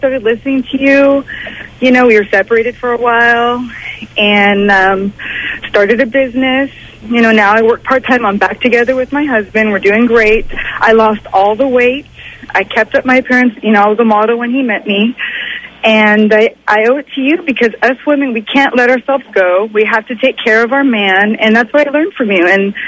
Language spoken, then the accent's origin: English; Lima, Peru; I am from Lima, Peru.